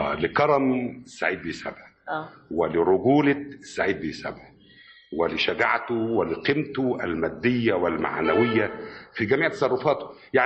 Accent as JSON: {"language": "Arabic", "town": "Nawasa al-Ghayt", "region": "Dakahlia", "country": "Egypt", "tie": "born there", "said": "أنا من مواليد بلد اسمها نوسة الغيط، دي تبقى مركز من يعني إحدى القرى الريفية، مركز تابع المركز أجا، مديرية الدقهلية"}